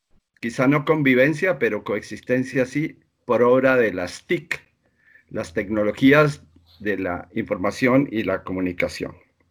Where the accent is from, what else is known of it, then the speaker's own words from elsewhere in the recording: Colombia; Como sociólogos colombianos hemos querido adelantar opiniones